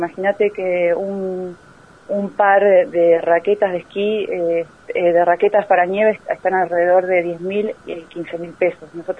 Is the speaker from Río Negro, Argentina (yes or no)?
yes; Bariloche, Río Negro, Argentina; now in La Plata, Argentina; Sí, somos la mayoría de Bariloche.